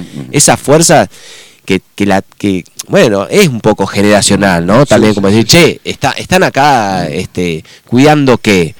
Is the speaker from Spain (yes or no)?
no; Concordia, Entre Ríos, Argentina; Y somos de Entre Ríos, eso está bueno.